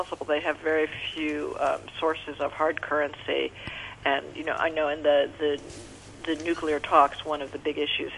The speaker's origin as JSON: {"language": "English", "country": "United States", "said": "when you're actually there as an American"}